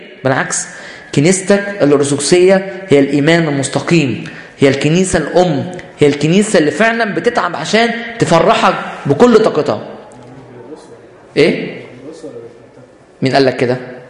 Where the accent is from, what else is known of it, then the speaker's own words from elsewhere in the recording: Egypt; يبقى احنا بنفتخر بان احنا مصريين